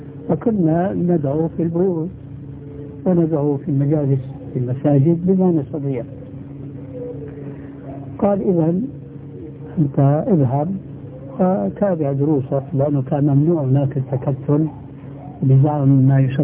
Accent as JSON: {"language": "Arabic", "country": "Syria", "said": "إما كما يقولون عندنا في سوريا يسند الحيطان"}